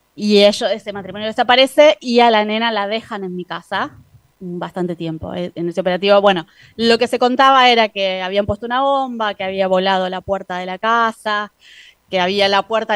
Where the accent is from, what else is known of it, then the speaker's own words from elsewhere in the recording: Córdoba, Argentina; Crecí en Córdoba, básicamente